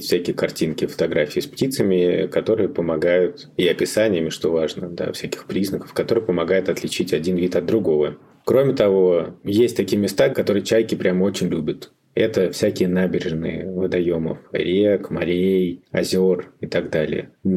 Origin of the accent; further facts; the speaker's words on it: Latvia; now in Moscow, Russia; Я когда приехал в Москву из Латвии, я, конечно, стал искать тех птиц, которых я в Латвии не видел.